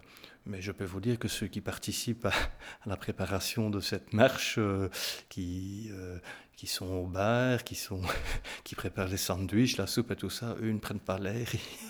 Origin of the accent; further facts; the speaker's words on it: Namur, Wallonia, Belgium; Je suis né à Namur, je vous l'ai dit. Je ne sais pas, oui, je vous l'ai dit. Oui, j'ai vécu en ville jusqu'à l'âge de 30, 31, 32 ans.